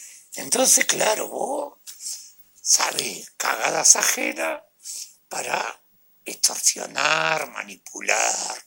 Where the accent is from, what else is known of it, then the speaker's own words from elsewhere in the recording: Uruguay; Soy un uruguayo, un ciudadano común y corriente.